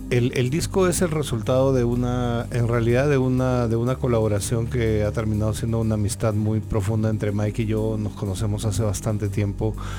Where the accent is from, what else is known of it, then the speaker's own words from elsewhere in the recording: Peru; now in Mexico; yo vivía acá, yo soy peruano, pero regresé al Perú entre el 2012 y el 2016